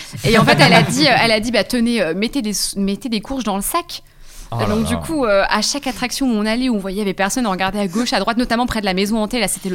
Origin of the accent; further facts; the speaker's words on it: Grand Est, France; Et puis, moi, je suis de Champagne-Ardenne.